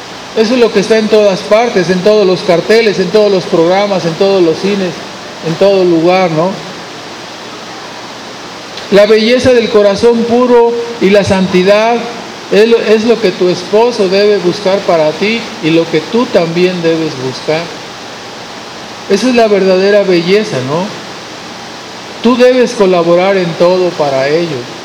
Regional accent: Monterrey, Nuevo León, Mexico; Va a doler, especialmente porque somos de Monterrey.

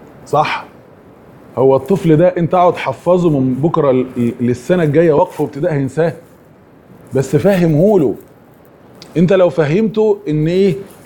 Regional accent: Egypt; يعني احنا مثلا عندنا في مصر جاب حاجة يعني ايه؟

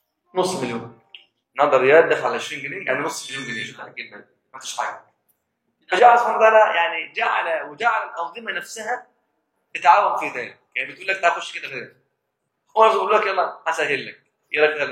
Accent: Egypt; انا بقى ايه بلدي مصر انا مصري

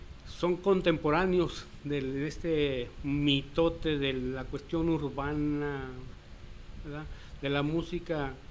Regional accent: Jalisco, Mexico; born there; now in Piedras Negras, Mexico; Bueno, yo nací aquí en Jalisco, pero ahorita radico en Piedras Negras, Coahuila, allí cerquitas de Eagle Pass, Texas.

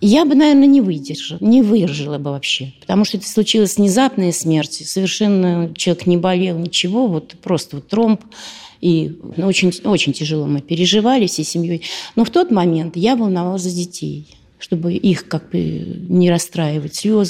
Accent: Zelenograd, Moscow, Russia; Я закончила авиационный техникум здесь. Работала в научном центре в Зеленограде. Мы из Зеленограда.

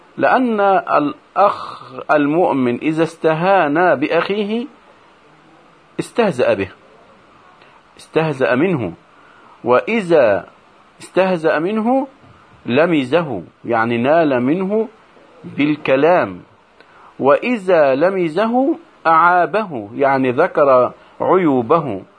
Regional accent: Egypt; وما يحدث عندنا في مصر إلا من جراء انتشار هذا الخلق السيء

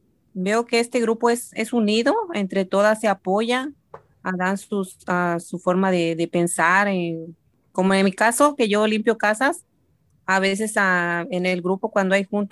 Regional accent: State of Mexico, Mexico; now in Costa Mesa, United States; Soy del Estado de México. Llegué en este país en el año 2006. Ahora estoy viviendo en Costa Mesa, California. Ya tengo 16 años en este país

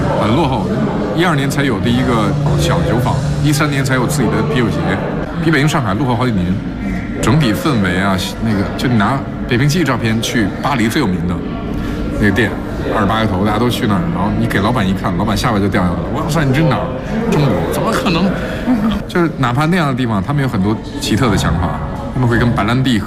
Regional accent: California, United States; 我是加州的

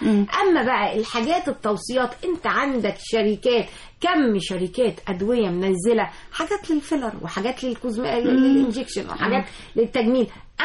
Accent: Egypt; احنا كمصريين لنا بشره جميله ولنا بشره خمريه

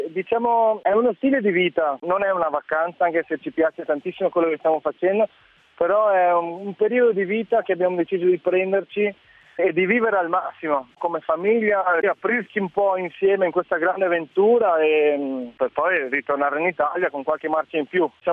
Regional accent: South Africa; Sono cresciuto in Sudafrica, ho avuto un po' questa infanzia frastagliata

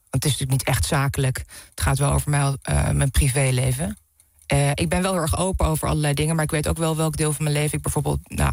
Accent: Deventer, Overijssel, Netherlands; moved away as an adult; ik ben opgegroeid in Deventer en daar tot mijn 19e gewoond.

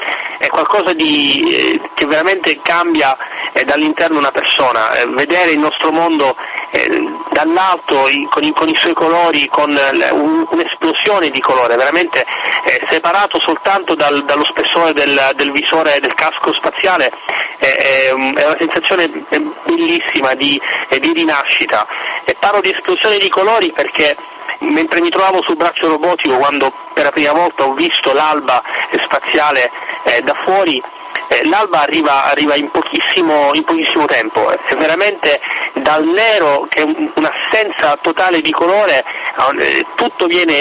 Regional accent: Sicily, Italy; io sono siciliano, per me l'estate è sempre stata legata all'idea del mare, della brezza marina con i suoi profumi

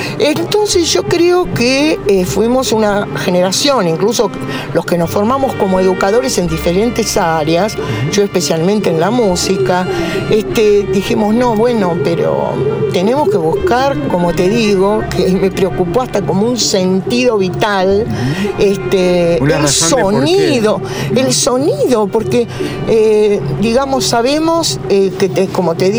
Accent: Morón, Buenos Aires Province, Argentina; born there; Yo nací en Morón. Soy ya tercera, cuarta generación de argentinos, ¿no?

